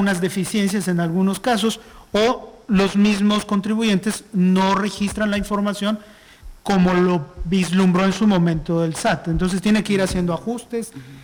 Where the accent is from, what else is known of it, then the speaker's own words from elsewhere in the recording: Mexico; Como buenos mexicanos, hasta que no sea obligación, pues no